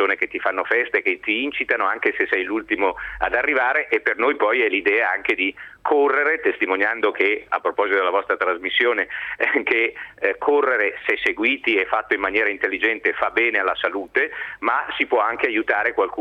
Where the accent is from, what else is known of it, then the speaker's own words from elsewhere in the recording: Milan, Lombardy, Italy; Io sono di Milano, abito nella periferia di Milano, al quartiere Abaggio